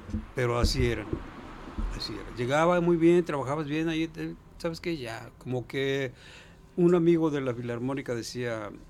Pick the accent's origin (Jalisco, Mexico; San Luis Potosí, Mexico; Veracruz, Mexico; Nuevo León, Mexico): Jalisco, Mexico; Chapala; born there; Yo nací en Chapala.